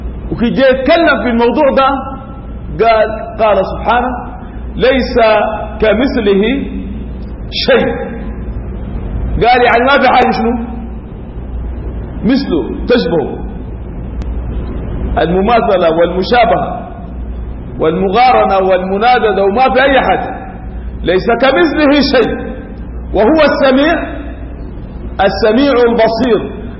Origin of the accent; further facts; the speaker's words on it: Sudan; يعني شنو عندنا في السودان بيقولوا على أطرس؟